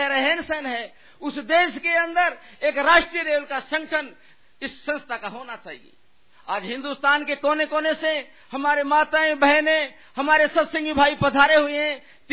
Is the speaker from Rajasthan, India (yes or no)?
yes; Rajasthan, India; मैं राजस्थान के अंदर उस इलाके का रहने वाला हूं जो पानी की समस्या है।